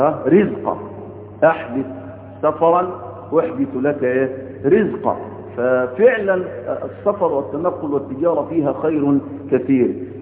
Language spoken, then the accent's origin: Arabic; Egypt; ليس عندنا في مصر أزمة مساكن